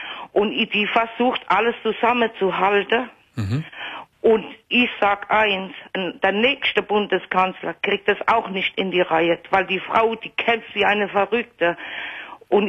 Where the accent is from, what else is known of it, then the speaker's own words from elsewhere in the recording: Italy; German is a second language; now in Germany; Ich bin auch keine Deutsche, ich bin Italienerin. Ich wohne schon seit 45 Jahren hier in Deutschland. Ich kann super Deutsch